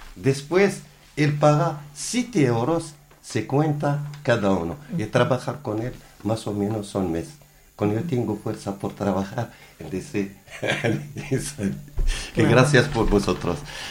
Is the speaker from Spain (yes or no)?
no; Morocco; Spanish is a second language; Yo vine de Marruecos, ¿por qué? Por cambiar la vida.